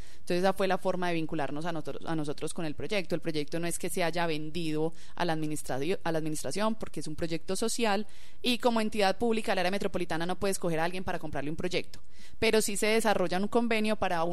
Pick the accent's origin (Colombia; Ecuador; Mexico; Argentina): Colombia; Antioquia; nosotros somos muy orgullosos de los proyectos que hacemos como paisas